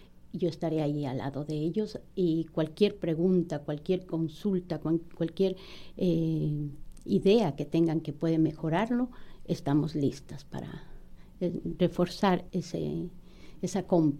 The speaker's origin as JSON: {"language": "Spanish", "country": "Ecuador", "said": "Y yo ecuatoriana."}